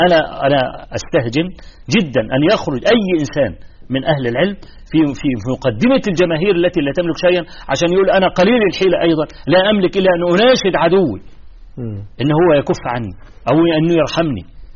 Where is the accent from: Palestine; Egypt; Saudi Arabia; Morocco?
Egypt; في مثلا عندنا في مصر حصل مظاهرة في استاد القاهرة